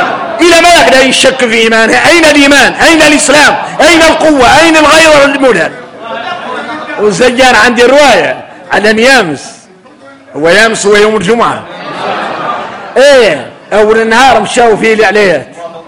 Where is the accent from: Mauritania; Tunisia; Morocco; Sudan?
Mauritania; احنا موريتاني